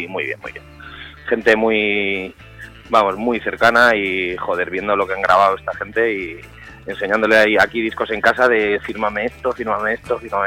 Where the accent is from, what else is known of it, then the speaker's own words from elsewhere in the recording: Madrid, Community of Madrid, Spain; somos de Madrid de toda la vida, nos conocemos de toda la vida